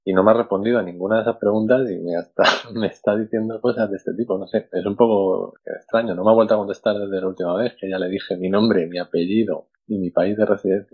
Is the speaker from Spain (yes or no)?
yes; Spain; soy de España